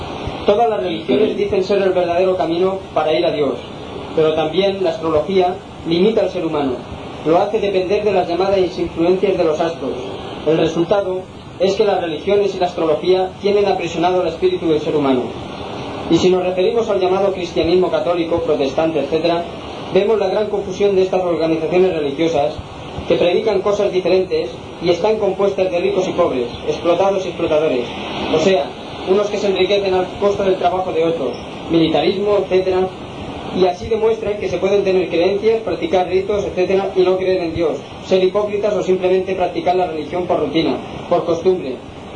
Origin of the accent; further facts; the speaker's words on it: Inca, Balearic Islands, Spain; born there; Soy mallorquín, nacido en el pueblo de Inca, hace muchos años que resido en Palma. Empecé a trabajar en la edad de 9 años, soy un obrero yesero ya jubilado. Tengo 74 años.